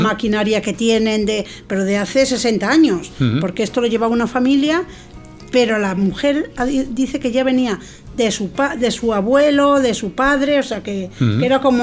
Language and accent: Spanish; Castile and León, Spain; mi pueblo de la provincia de León está a 25 kilómetros